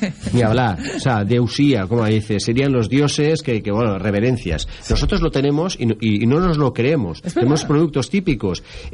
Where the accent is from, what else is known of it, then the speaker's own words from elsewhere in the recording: Fortaleny, Valencian Community, Spain; Nosotros somos de Fortaleny